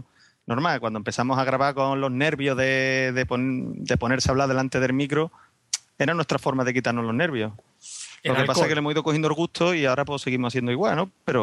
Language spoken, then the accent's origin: Spanish; Huelva, Andalusia, Spain; now in Seville, Spain; Sí, hombre, soy de Huerva y muy orgulloso, ¿no?